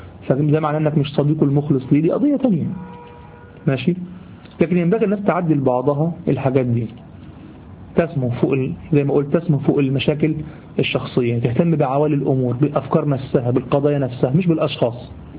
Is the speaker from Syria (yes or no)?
no; Egypt; دي دايمين لغوة عندنا في لساننا كمصريين